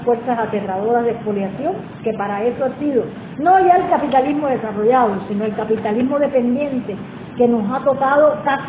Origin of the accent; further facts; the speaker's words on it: Cuba; Y como cualquier cubano más, significa lo mismo que creo que para la mayoría.